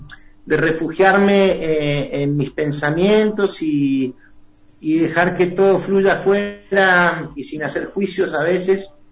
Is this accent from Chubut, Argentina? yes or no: no; Las Catitas, Mendoza, Argentina; los recuerdos míos en mi niñez en las Catitas. Ajá. ¿No es cierto? Mi niñez en el campo.